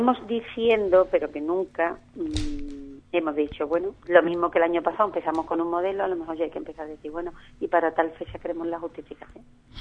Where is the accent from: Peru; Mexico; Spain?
Spain; Ubrique, Andalusia; un pueblecillo como Ubrique, y con todo el cariño que yo le tengo a mi pueblo, quiero decirte que es una cosa pequeñita